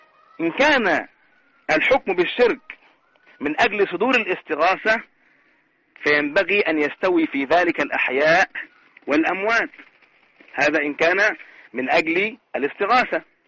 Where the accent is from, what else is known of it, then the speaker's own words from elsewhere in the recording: Egypt; كما يقولون عندنا في مصر يفك الخط